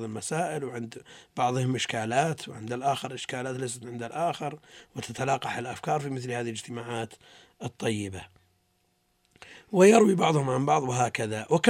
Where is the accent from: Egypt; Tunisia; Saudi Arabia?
Tunisia; أنا تونسي.